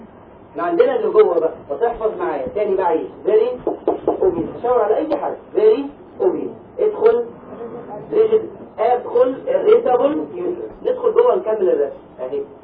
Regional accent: Egypt; ثالث خط احنا عندنا في مصر اذا بيبي اتولد قبل 32 اسبوع يعيش؟

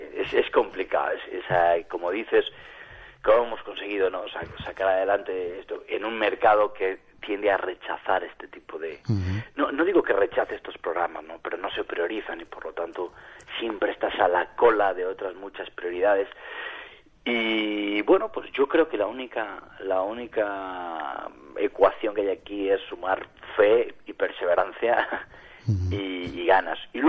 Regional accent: Palencia, Castile and León, Spain; salimos de la ciudad de Palencia, uh-huh, de donde yo soy, con otro palentino, Alberto Fernández

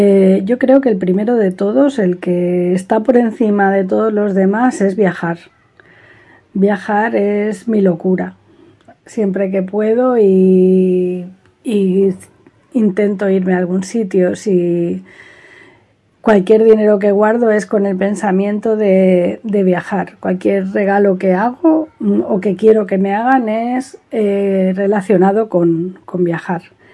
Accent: L'Hospitalet de Llobregat, Catalonia, Spain; moved away as an adult; now in Málaga, Spain; Nací en Barcelona, en Hospitalet Centro, y viví allí durante 22 años. Y a esa edad me trasladé a Málaga, donde resido en la actualidad.

